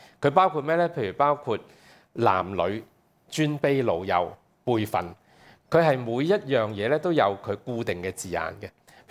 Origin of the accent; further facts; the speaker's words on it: Hong Kong; first language Cantonese; 不單止因為我們香港人，就是我們粵語就是我們最常用的語言，由小到大